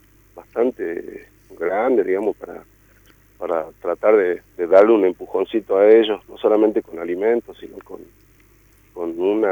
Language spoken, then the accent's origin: Spanish; Jujuy, Argentina; yo nací acá en Jujuy, pero ya es parte de los valles, en la infancia tuve eso